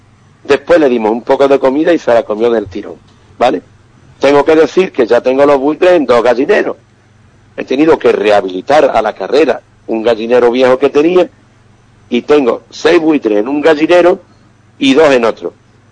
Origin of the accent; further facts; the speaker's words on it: Ubrique, Andalusia, Spain; mi pueblo, el pueblo de Ubrique